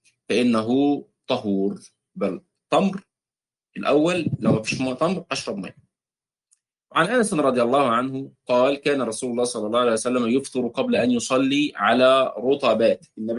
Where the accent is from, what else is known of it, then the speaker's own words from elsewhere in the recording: Egypt; او الكسكسي زي ما بيتقال في بعض عندنا في مصر